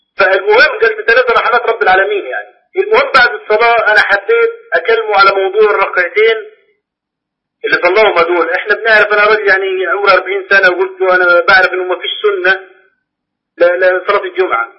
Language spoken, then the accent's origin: Arabic; Egypt; now in Jordan; انا مصري بس عايش في الاردن.